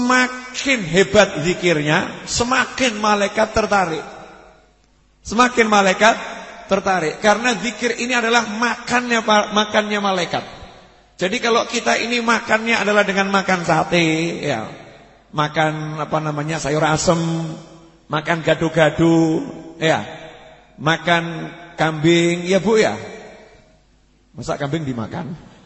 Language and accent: Indonesian; Java, Indonesia; Saya sebagai orang Jawa tersinggung kok begitu-begitu kan.